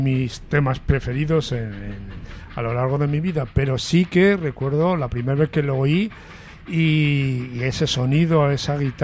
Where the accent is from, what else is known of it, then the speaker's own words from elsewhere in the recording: Medina de Pomar, Castile and León, Spain; En mi pueblo, en Medina de Pomar, en la segunda mitad de los años 60